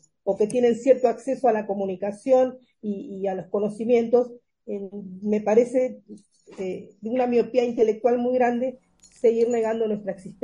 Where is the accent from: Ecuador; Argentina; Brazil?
Argentina; Avellaneda, Buenos Aires Province; born there; Por eso yo nací en Dock Sud, en Avellaneda, que en otro momento fue un puerto internacional muy importante